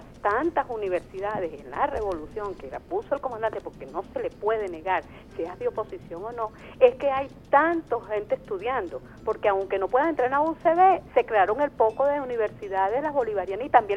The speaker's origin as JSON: {"language": "Spanish", "country": "Venezuela", "said": "y cuando ya nos nombran a nosotros como venezolanos, ya uno tiene que saber."}